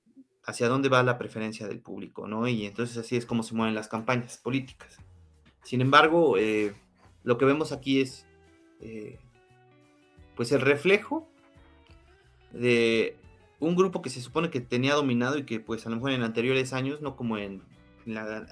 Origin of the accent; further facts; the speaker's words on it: Mexico; que todos sabemos como mexicanos es que hay este tipo de artimañas